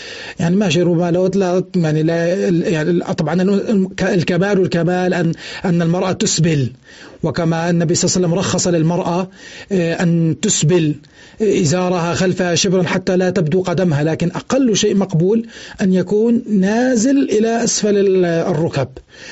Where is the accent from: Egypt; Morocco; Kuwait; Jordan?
Jordan; إذا كان أكثر من قطعة عندنا في الأردن